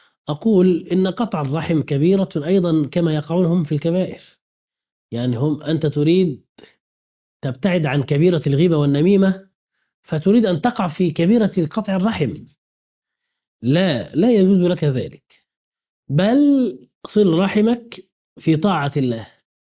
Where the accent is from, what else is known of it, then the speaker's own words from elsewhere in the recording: Egypt; بلدنا مصر